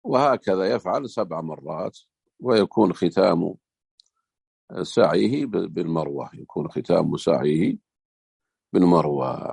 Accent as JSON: {"language": "Arabic", "country": "Saudi Arabia", "said": "احنا في بعض الجهات عندنا في السعودية هنا"}